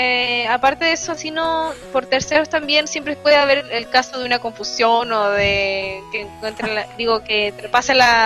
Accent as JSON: {"language": "Spanish", "country": "Chile", "said": "Es que somos chilenos, como que no vale."}